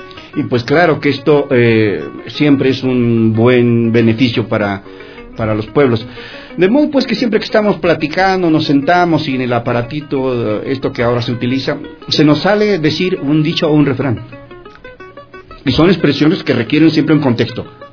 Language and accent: Spanish; Mexico; now in -; yo vengo de México y que estoy contento, alegre de estar en Quito.